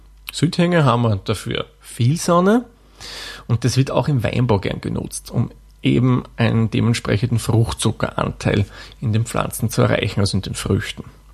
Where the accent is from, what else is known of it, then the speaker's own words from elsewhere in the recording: Austria; In Österreich und in Deutschland gibt es übrigens einen ganz wesentlichen Unterschied. Bei uns in Österreich, klar, Zwetschge schreibt man mit K wie